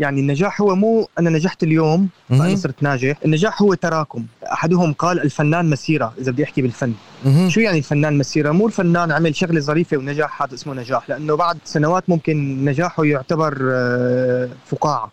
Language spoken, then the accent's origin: Arabic; Syria; moved away as an adult; لما طلعت من سوريا فقدت الآخر